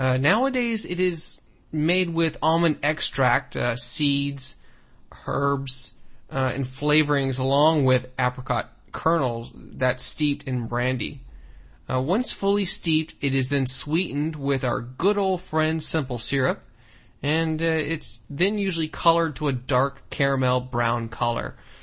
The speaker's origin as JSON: {"language": "English", "town": "San Francisco", "region": "California", "country": "United States", "tie": "born or raised there", "said": "Brendan, who's also from my hometown, San Francisco"}